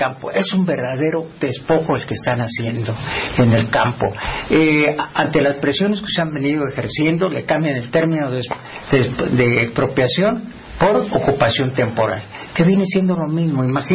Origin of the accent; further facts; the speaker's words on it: Mexico; Definitivamente los perjudicados somos solo los mexicanos.